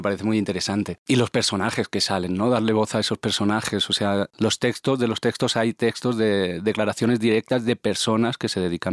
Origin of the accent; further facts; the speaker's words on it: Barcelona, Catalonia, Spain; vengo de Barcelona